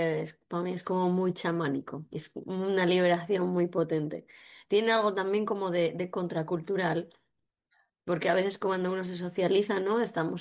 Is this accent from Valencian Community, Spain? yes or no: no; Asturias, Spain; yo soy asturiana y la verdad que el mundo rural en Asturias, por ejemplo, se está reinventando muchísimo